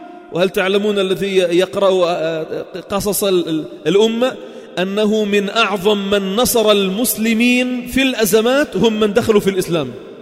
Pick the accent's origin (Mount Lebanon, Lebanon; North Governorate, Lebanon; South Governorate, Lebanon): South Governorate, Lebanon; Sidon; نحن الأقل من أهل صيدا.